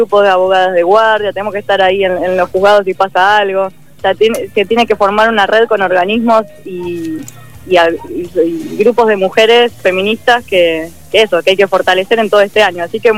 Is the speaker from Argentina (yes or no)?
yes; La Plata, Buenos Aires Province, Argentina; yo tengo una matrícula de la provincia de Buenos Aires, yo soy de La Plata